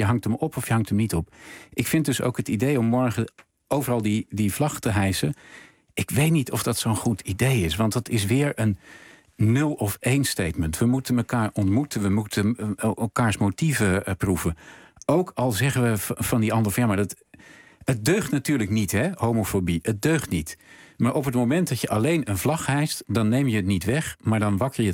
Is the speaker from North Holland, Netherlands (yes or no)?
no; Spakenburg, Utrecht, Netherlands; Overigens, ik kom oorspronkelijk uit Spakenburg.